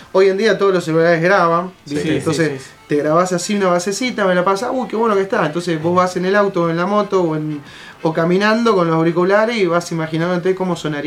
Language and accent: Spanish; La Plata, Buenos Aires Province, Argentina; Después sí, somos todos de La Plata, sí